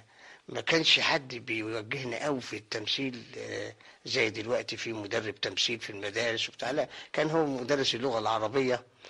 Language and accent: Arabic; Cairo, Cairo Governorate, Egypt; من مواليد القاهره ومن حي باب الشعريه، والحي ده ليه دخل كبير جدا في تكويني، حتى في تكوين الفن يعني، لانه يعني عاوز اقول انه حي شعبي